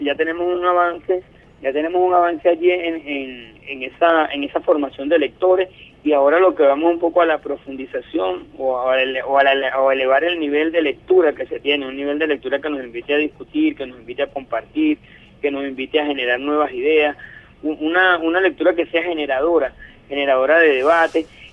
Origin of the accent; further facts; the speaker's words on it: Venezuela; para nosotros como pueblo venezolano.